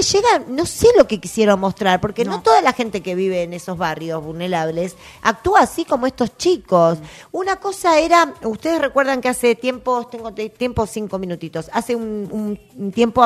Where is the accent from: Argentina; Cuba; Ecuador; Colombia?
Argentina; Yo soy muy argentina, chicas, muy